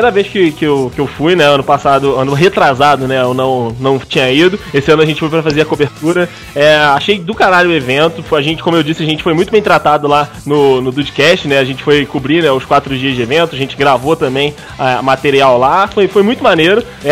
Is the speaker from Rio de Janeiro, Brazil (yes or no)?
yes; Petrópolis, Rio de Janeiro, Brazil; now in São Paulo, Brazil; Eu sou de Petrópolis, no Rio.